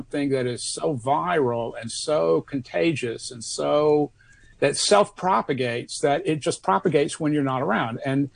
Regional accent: Austin, Texas, United States; I discovered that there were all these bulletin board systems in my hometown, Austin, Texas.

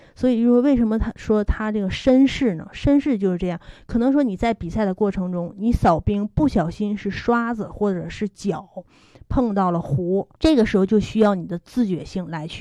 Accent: Harbin, Heilongjiang, China; 我也是哈尔滨人

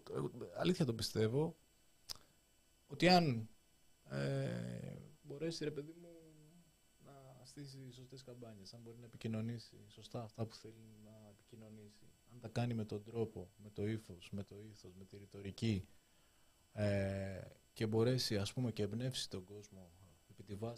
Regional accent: Nea Smyrni, Attica, Greece; Νέα Σμύρνη.

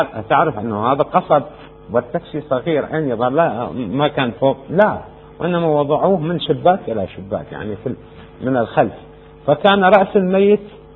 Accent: Amarah, Maysan, Iraq; في العمارة عندنا في العراق، محافظة ميسان الآن يسموها

